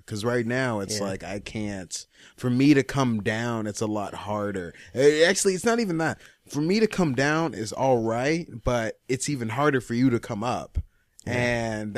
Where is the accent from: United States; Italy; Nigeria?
Nigeria; But yeah, me being Nigerian, I've dealt with a lot of fuck.